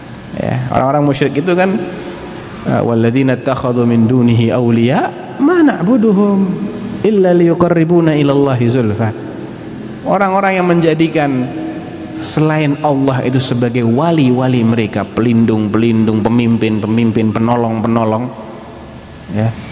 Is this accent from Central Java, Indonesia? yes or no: yes; Central Java, Indonesia; saya Jawa Tengah ya.